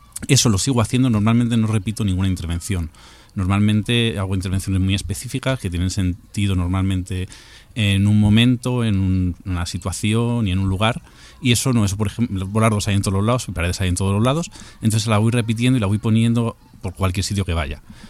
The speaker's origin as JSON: {"language": "Spanish", "town": "Madrid", "region": "Community of Madrid", "country": "Spain", "said": "justo yo soy de Usera, eso me pilla relativamente cerca"}